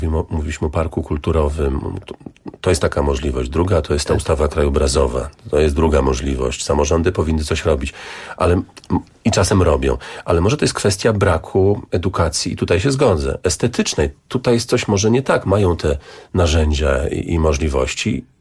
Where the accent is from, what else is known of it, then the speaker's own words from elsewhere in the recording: Augustów, Podlaskie Voivodeship, Poland; W moim rodzinnym mieście, Augustowie, jest taki pomnik